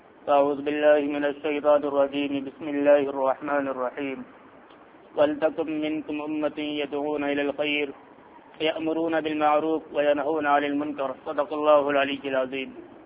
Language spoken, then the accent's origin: Urdu; Firozabad, Uttar Pradesh, India; میں فیروز آباد کی سرزمین میں گزشتہ 6 سالوں سے ہوں, فیروز آباد ہی کا رہنے والا ہوں, فیروز آباد ہی کی میری پیدائش ہے اور اب اس وقت فیروز آباد ہی میں کام کر رہا ہوں.